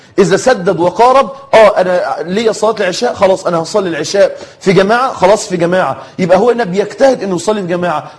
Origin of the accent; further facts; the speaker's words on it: Egypt; أنت عارفين المثل اللي بيتقال عندنا في مصر كده